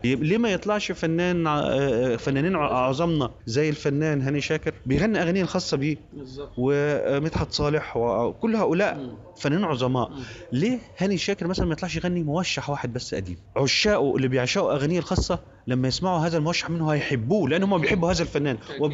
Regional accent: Egypt; علشان أنا كمصري لما أقعد أحضر أسمع الحفلة يبقى هسمع جزء من التراث ده

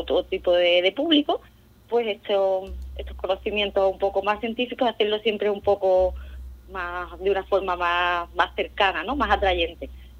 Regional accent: Andalusia, Spain; Sí, somos de Cádiz.

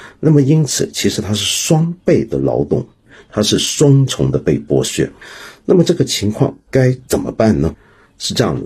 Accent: Hong Kong; 所以我们香港人工时过长是早就是一个家常便饭了

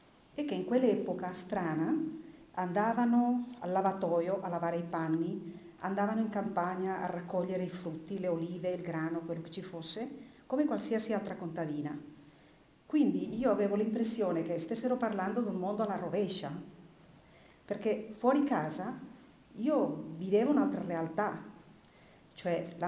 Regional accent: Cretas, Aragon, Spain; noi abbiamo cominciato questa ricerca sul mio paese nel lontano 1977

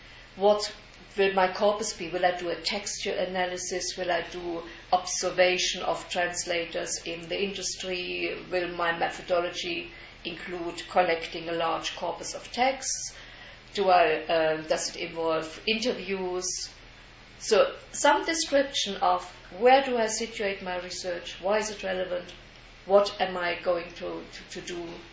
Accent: Germany; English is a second language; But I grew up in East Germany, and East Germany, everybody at school had to learn Russian, which was obligatory as the first language.

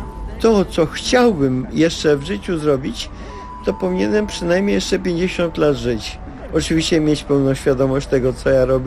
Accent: Warsaw, Masovian Voivodeship, Poland; Mam udowodnione pochodzenie, czwarte pokolenie w Warszawie. Trudno, żebym ja jako rdzenny warszawiak co nieco nie wiedział o różnych rzeczach z tą Warszawą związanych.

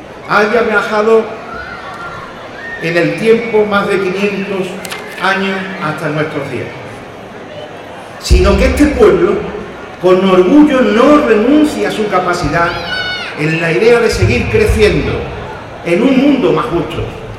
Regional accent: Archidona, Andalusia, Spain; Pero en esta nada está mi pueblo. Y sueño con mi niña blanca y soy testigo de sus tradiciones. Este es el momento de la feria. Vivamos la feria, a la feria Archidona

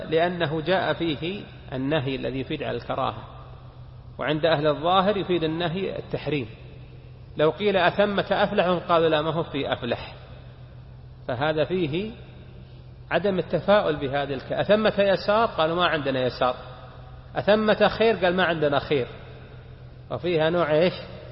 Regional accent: Saudi Arabia; وفي بلادنا المملكة العربية السعودية

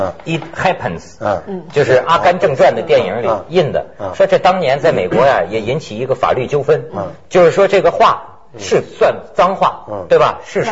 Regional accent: Shijiazhuang, Hebei, China; accent: Shijiazhuang; 你像我是石家庄人，我小时候说的一口石家庄话，

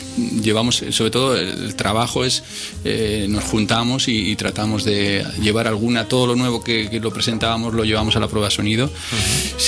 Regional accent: Miranda de Ebro, Castile and León, Spain; En Bilbao, en mi pueblo, en Miranda.

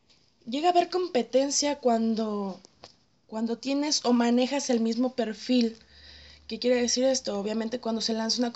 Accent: Guadalajara, Jalisco, Mexico; Yo soy de ahí, estoy totalmente enamorada de mi tierra

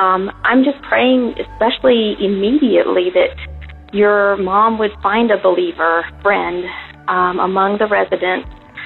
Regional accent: Kentucky, United States; now in Georgia, United States; I'm from Kentucky. My husband is in the military, and we're in Georgia right now, so Kentucky is dear to me.

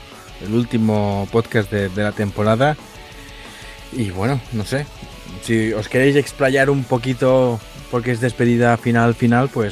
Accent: Galicia, Spain; Que soy gallego, oye.

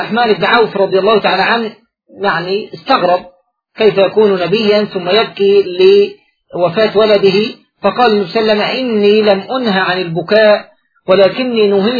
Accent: Egypt; كما هو موجود فيما يعرف عندنا في مصر بالطار البلدي

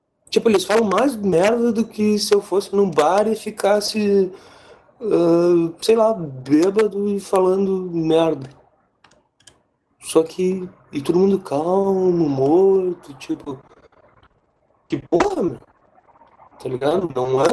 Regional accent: Santa Rosa, Rio Grande do Sul, Brazil; tipo de Santa Rosa, minha cidade natal.

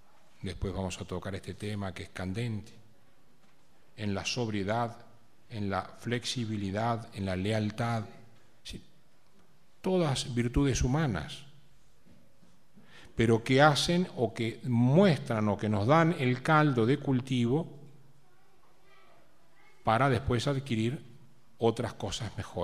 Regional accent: Argentina; Así como los argentinos tenemos una característica, los chilenos tienen otra, los mexicanos tienen otra.

